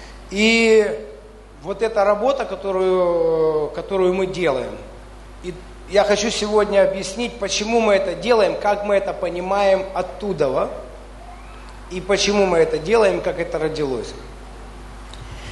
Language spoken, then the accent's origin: Russian; Dnipro, Dnipropetrovsk Oblast, Ukraine; Потому что когда мы были, кто-то, мы из Днепра, все, да.